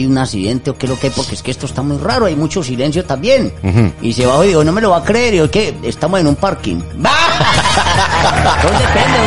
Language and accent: Spanish; Pasto, Nariño, Colombia; now in Madrid, Spain; Porque yo me acuerdo de mi tierra, o sea, de los pastusos de mi tierra.